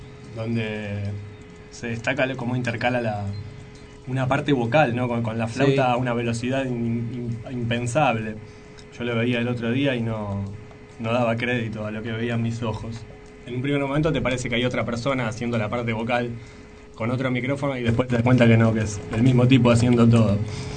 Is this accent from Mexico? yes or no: no; Quilmes, Buenos Aires Province, Argentina; yo soy de Quilmes.